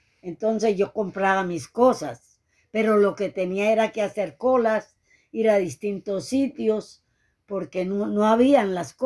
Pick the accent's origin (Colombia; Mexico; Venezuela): Venezuela; moved away as an adult; como yo salí en carrera de Venezuela por la situación que se presentó